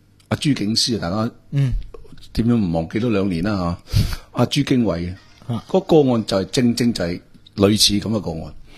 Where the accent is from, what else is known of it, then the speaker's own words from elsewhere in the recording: Hong Kong; 我哋香港人